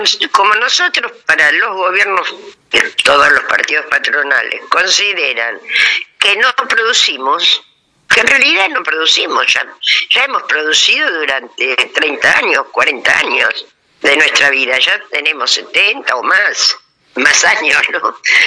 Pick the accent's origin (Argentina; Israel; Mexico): Argentina; Buenos Aires; soy de Cava